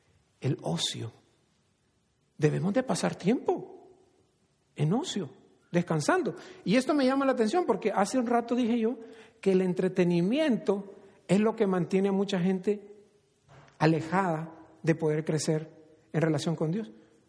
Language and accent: Spanish; El Salvador; yo crecí en El Salvador, como muchos saben